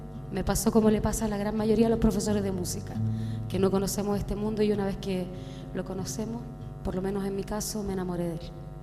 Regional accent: Casablanca, Valparaíso, Chile; vengo de Casablanca.

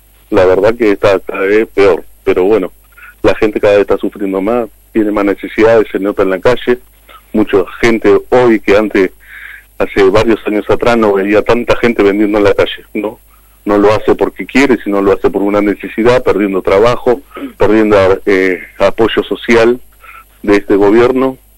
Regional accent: Argentina; me duele como ser argentino y el estar en esta sociedad

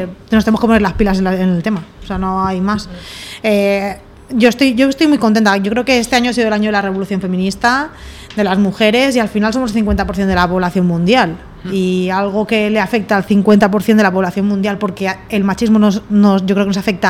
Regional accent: Elche, Valencian Community, Spain; Yo vengo de Elche

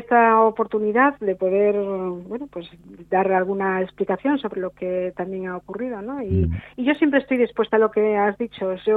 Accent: Galicia, Spain; yo soy gallega, y he venido en 1999 vine a vivir a Galicia, hasta Asturias, y trabajo en Asturias.

